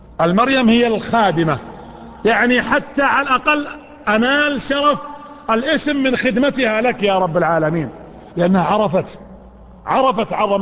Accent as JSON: {"language": "Arabic", "country": "Saudi Arabia", "said": "هي ليست عندنا في السعودية لكنها موجودة في خارج المملكة"}